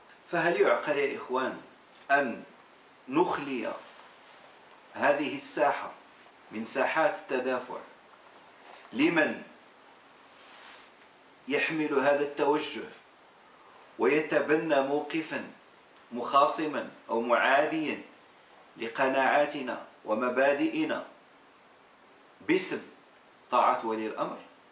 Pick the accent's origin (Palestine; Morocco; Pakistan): Morocco; أؤمن بها وأنا أقتنع بها كمغربي